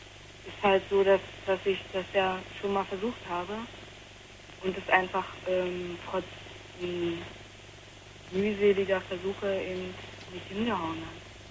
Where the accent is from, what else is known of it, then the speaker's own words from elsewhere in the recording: Potsdam, Brandenburg, Germany; moved away; Also ich komme eigentlich eben aus Potsdam und bin nach Nordrhein-Westfalen. Und da habe ich dann noch halt ein halbes Jahr ungefähr noch weiter da gewohnt.